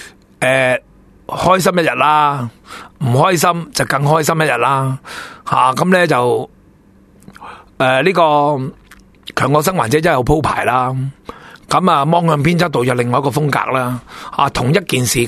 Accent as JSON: {"language": "Cantonese", "country": "Hong Kong", "said": "比我哋香港人好多人都仲要细致"}